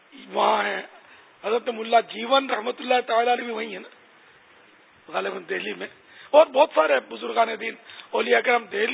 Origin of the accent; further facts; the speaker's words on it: Karachi, Sindh, Pakistan; born there; پھر سن 50 میں میری باب المدینہ کراچی میں پیدائش ہوئی الحمدللہ تو یوں میں تو یہ کہا کرتا ہوں کہ میں تو اصلاً نسلاً پاکستانی ہوں